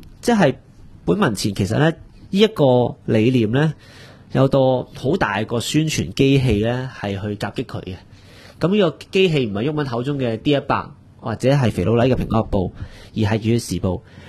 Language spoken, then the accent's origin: Cantonese; Hong Kong; 最後原本屬於我們香港人的東西，甚至香港這片土地都會落進新移民的後代。